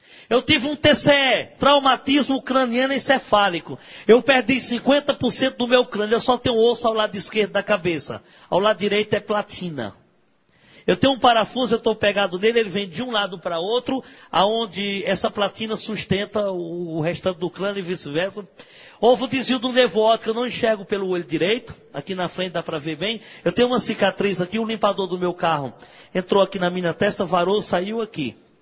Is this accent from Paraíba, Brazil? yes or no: no; Ceará, Brazil; Eu mando para o Ceará, para a minha terra.